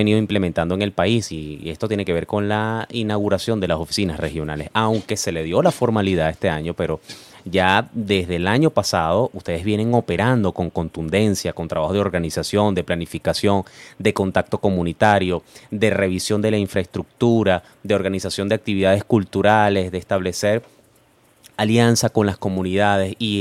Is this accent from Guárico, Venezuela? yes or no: yes; San Juan de los Morros, Guárico, Venezuela; desde mi querido y amado Guárico, desde mi tierra, desde San Juan de los Morros